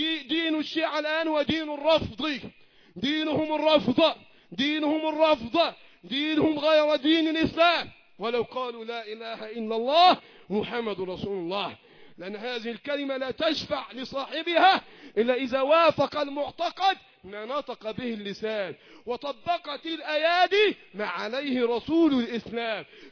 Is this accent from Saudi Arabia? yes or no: no; Egypt; اللهم احفظ بلدنا مصر وسائر بلاد